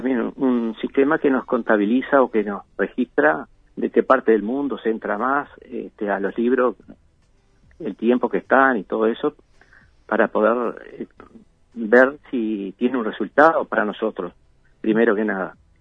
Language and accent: Spanish; Maldonado, Uruguay; a pesar que yo soy nativo de acá de Maldonado